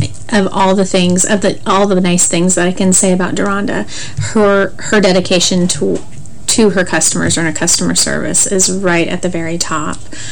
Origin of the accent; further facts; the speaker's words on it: West Coast, United States; because growing up on the West Coast, of course, I always watched West Coast teams